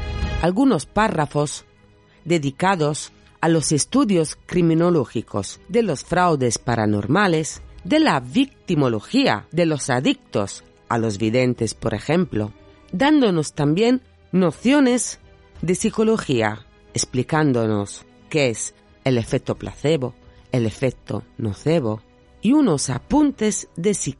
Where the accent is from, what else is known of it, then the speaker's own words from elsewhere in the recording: Sardinia, Italy; now in Madrid, Spain; Soy una chica de Cerdeña afincada en Madrid, apasionada por la criminología y por la mente humana.